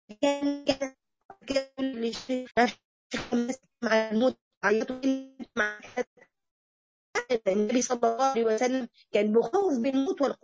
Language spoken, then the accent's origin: Arabic; Morocco; انا من المغرب